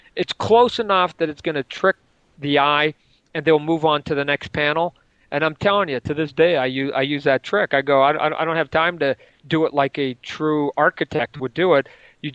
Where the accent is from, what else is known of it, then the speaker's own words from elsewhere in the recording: Calgary, Alberta, Canada; I'm a Canadian kid living in Calgary at the time.